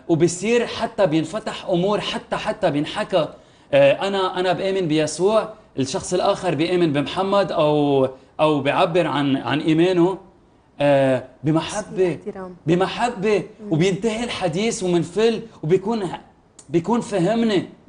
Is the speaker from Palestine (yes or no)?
no; Syria; أنا سوري رح أطلع صرخ وقول يسوع المسيح هو الطريق وهو المحبة وهو العشق